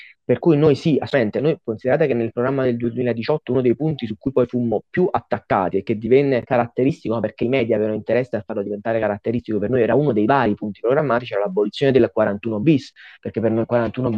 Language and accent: Italian; Naples, Campania, Italy; Io sono di Napoli